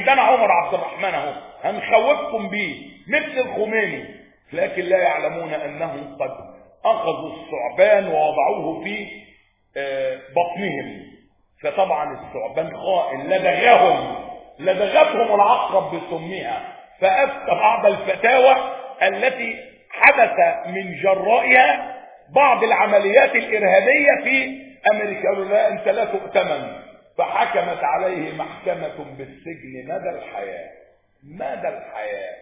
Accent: Egypt; بيت المقدس بقى عندنا في مصر

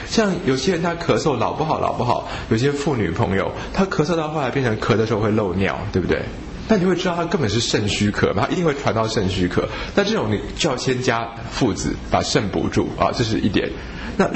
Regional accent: Taiwan; 所以呢，我们台湾人通常小青龙汤症是比较纯粹的小青龙汤症

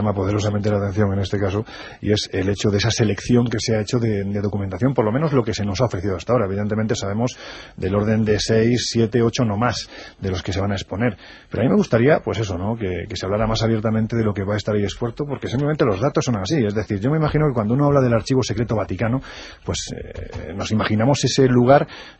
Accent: Andalusia, Spain; Yo que soy andaluz, con mucha gracia, a lo mejor te lo cuento.

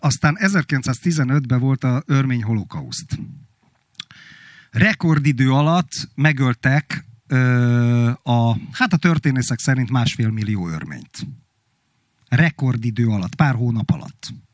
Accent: Hungary; Pedig én abban nevelkedtem, hogy Magyarországgal, meg a magyarsággal mennyire kibasztak, és mennyire szörnyű a Trianon, és egyébként máig szörnyűnek tartom Trianont. Igen, magyar vagyok, mert fáj Trianon.

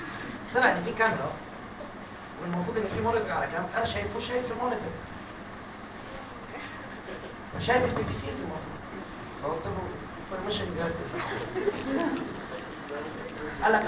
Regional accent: Egypt; عشان انا مصري وعربي

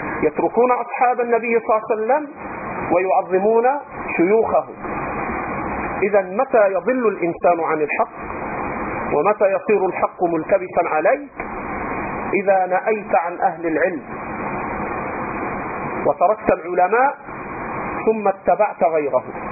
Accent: Egypt; الخوارج الآن عندنا في مصر

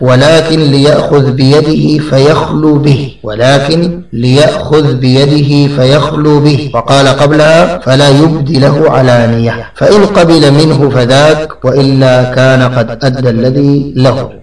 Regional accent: Sudan; التي حصلت في بلادنا السودان

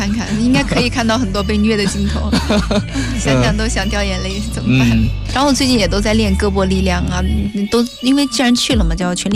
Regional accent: Hengyang, Hunan, China; 我又认识了一位更厉害的高手，而且还是我老家人，是湖南衡阳人

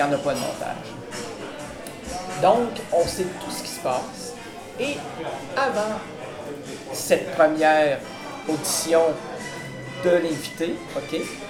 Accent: Quebec City, Quebec, Canada; Ah ok. Je suis de Québec.

